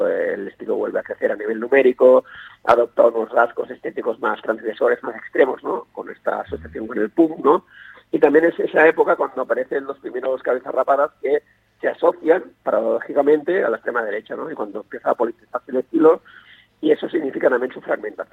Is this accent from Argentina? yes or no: no; Spain; first language Catalan; Spanish is a second language; tanto en castellano como en catalán, que es mi lengua natal